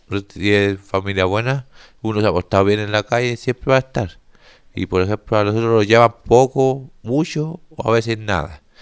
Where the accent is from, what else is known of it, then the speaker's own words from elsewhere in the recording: Antofagasta, Chile; Por ejemplo, yo que soy de Antofagasta